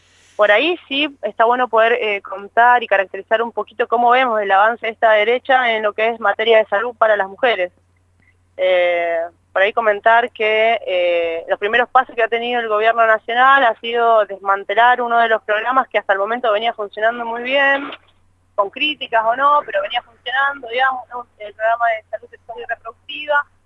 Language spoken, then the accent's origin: Spanish; Argentina; el cambio de coyuntura, digamos, que nos está atravesando ahora como argentinas y argentinos